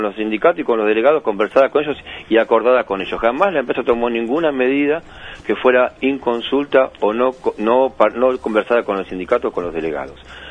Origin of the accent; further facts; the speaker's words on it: Berazategui, Buenos Aires Province, Argentina; now in Roque Pérez, Argentina; De Berazategui.